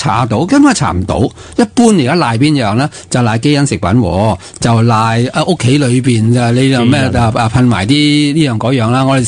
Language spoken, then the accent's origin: Cantonese; China; 因为我哋中国人唔知点解啦